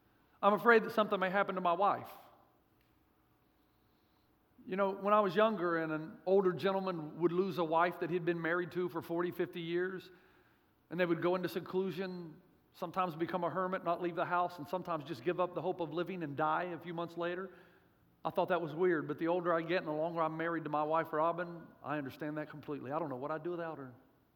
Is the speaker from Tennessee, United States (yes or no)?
yes; Tennessee, United States; also born or lived in Africa; And I'm from Tennessee.